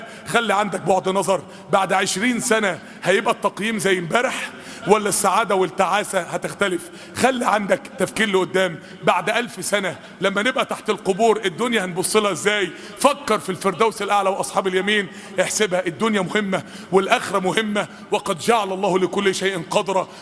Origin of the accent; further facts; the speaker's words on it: Egypt; أصلح أحوال بلادنا مصر يا رب العالمين